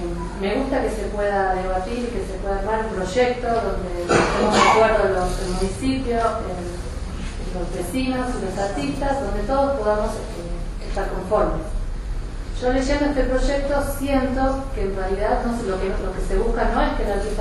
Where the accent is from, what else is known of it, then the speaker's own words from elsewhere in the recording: Capilla del Monte, Córdoba, Argentina; soy de Capilla del Monte, de toda la vida. Soy artista callejera.